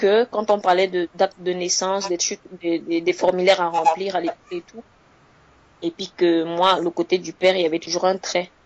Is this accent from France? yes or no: no; Cameroon; now in Switzerland; c'est l'équivalent du bac chez nous au Cameroun.